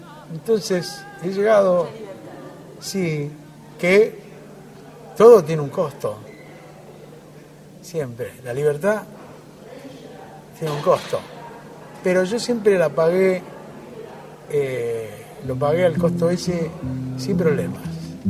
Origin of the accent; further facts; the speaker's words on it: Argentina; Yo soy un músico argentino que hago tanto música rural como música urbana.